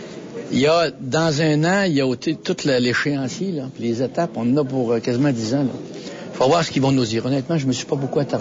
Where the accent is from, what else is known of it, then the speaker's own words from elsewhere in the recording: Quebec, Canada; On est des Nord-Américains, et premièrement, les villes sont beaucoup moins densifiées, en tout cas, quant à Québec.